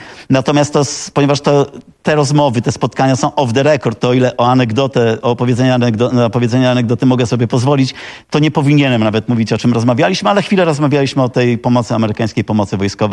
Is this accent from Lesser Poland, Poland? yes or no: no; Łomża, Podlaskie Voivodeship, Poland; I że z Łomży, tak.